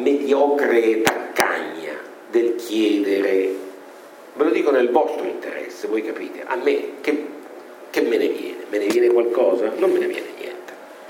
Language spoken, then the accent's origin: Italian; Rome, Lazio, Italy; E usando il dialetto che ci accomuna, essendo romani, no?